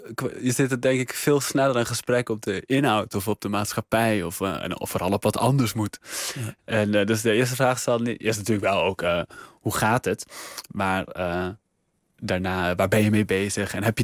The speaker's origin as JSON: {"language": "Dutch", "town": "Nuenen", "region": "North Brabant", "country": "Netherlands", "tie": "born or raised there", "said": "Oh, de taal van Nuenen. Zuidoost-Brabant. Ik denk wel. Keiveel, zeg je dan eigenlijk."}